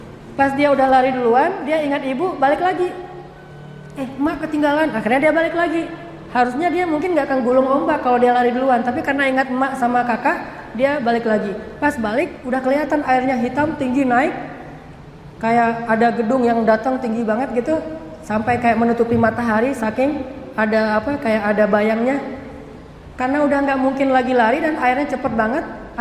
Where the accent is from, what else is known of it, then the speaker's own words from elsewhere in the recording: Banda Aceh, Aceh, Indonesia; Kan saya mah orang Aceh, tinggal di Banda Aceh.